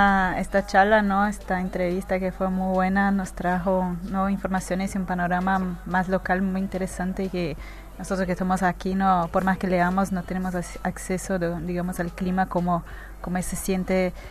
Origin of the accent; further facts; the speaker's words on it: Brazil; Spanish is a second language; yo como brasileña, si hablas uno y otro, yo entiendo los dos.